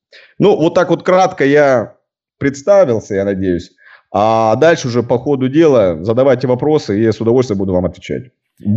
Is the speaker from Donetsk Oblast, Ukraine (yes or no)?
no; Sevastopol, Ukraine; Родился я в Севастополе, вырос в Севастополе, учился здесь. На данный момент мне 31 год полный.